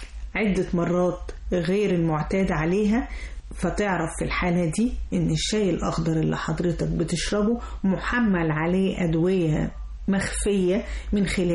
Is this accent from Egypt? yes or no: yes; Egypt; وطبعا كلنا كمصريين بنحب نحبس بالشاي